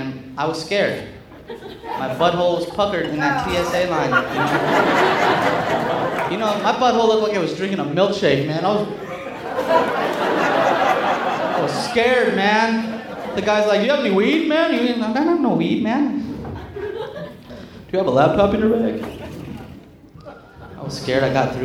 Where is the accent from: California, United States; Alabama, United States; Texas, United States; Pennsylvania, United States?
California, United States; I'm from the Bay Area. A lot of diversity, a lot of melting pot of different people.